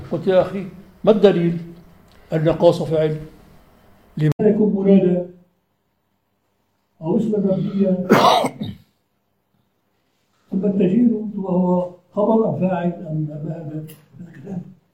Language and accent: Arabic; Aleppo, Aleppo Governorate, Syria; كان عندنا في حلب اساتذه من طلابه